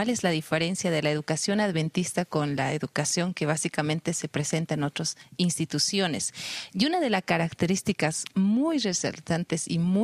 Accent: La Paz, Bolivia; Sí, soy boliviana, específicamente de la ciudad de La Paz y de profesión psicopedagoga.

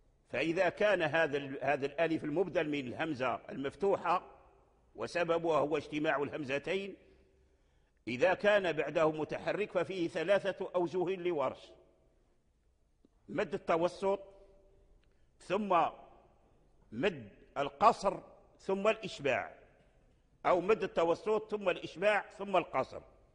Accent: Morocco; الوجه الآن متداول عندنا في المغرب ونقرأ به

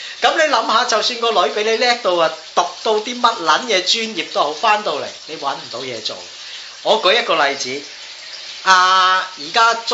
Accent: Hong Kong; 你喺呢件事上面反映到我哋香港人係一個非常之愚弱嘅社群。

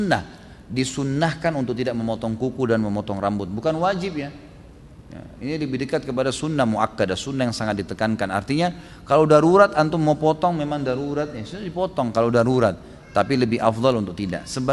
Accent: Gunung Kidul, Special Region of Yogyakarta, Indonesia; Di kampung daerah saya di Gunung Kidul banyak sekali kasus bunuh diri dengan gantung diri.

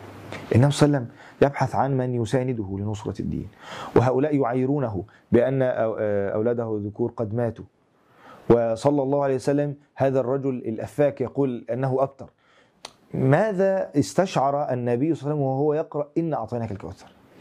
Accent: Syria; تخيل يعني في بلادنا سوريا الحبيبة وما تعاني من قضايا ومشاكل وابتلاءات

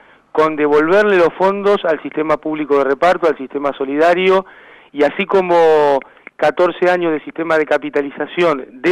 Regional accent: Mar del Plata, Buenos Aires Province, Argentina; moved away as an adult; Yo soy de Mar del Plata.

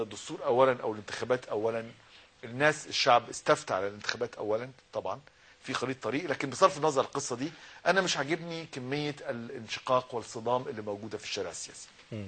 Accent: Egypt; واتعمل عندنا في مصر

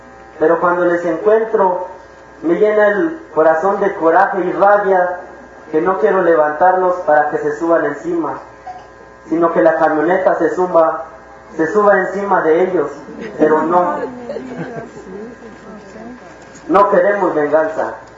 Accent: La Realidad, Chiapas, Mexico; vengo del Caracol 1, La Realidad. Yo soy

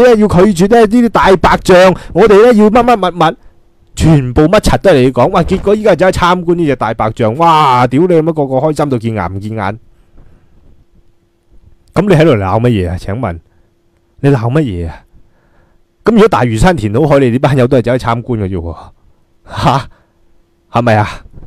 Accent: Hong Kong; 使晒我哋香港人啲钱

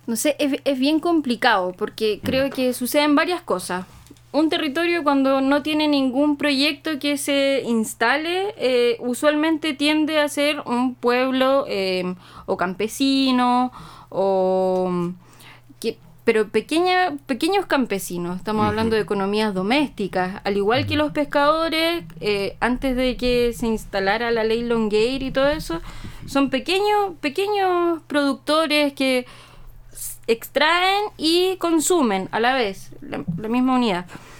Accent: Valparaíso, Chile; Yo misma soy del Valle de la Aconcagua

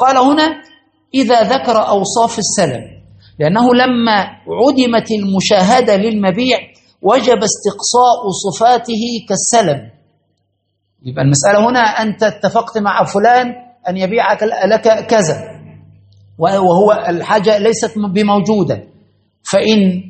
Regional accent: Egypt; كنا الميزان عندنا في مصر وفي كل الأماكن

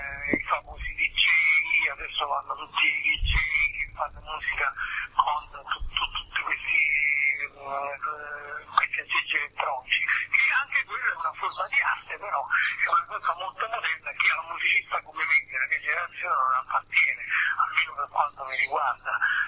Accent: Naples, Campania, Italy; Sono partito da Napoli, sono arrivato dappertutto, insomma, diciamo, quindi era un po' il mio percorso.

